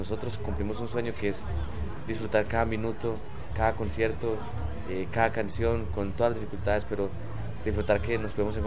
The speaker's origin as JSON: {"language": "Spanish", "town": "Támesis", "region": "Antioquia", "country": "Colombia", "tie": "born or raised there", "said": "yo soy de un origen un poco rural. Yo pues no nací en Medellín, nací en una provincia, en un municipio pues que queda a 111 kilómetros de la capital. Sí. Y pues imagínate, se llama Támesis."}